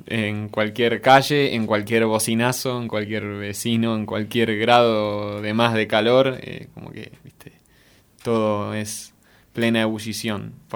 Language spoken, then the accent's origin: Spanish; Buenos Aires, Argentina; soy oriundo de Villa Lugano, acá cerquita, pero estoy por Alberdi y Puan más o menos